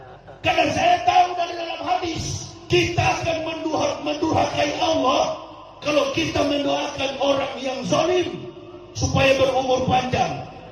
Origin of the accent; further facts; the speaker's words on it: Sulawesi, Indonesia; Daerah Palu itu saya paling tahu karena saya orang Sulawesi.